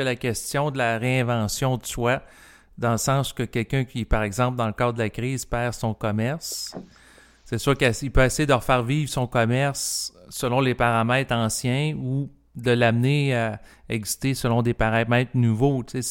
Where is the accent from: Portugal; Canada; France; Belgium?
Canada; Quebec City, Quebec; parce que moi, je viens de Québec, j'ai suivi le dossier.